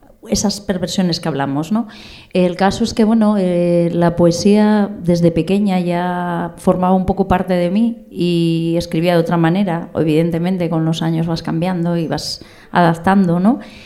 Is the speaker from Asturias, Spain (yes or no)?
yes; Mieres, Asturias, Spain; born there; also born or lived in Gijón; Nací en Mieres, pero bueno, viví en Gijón.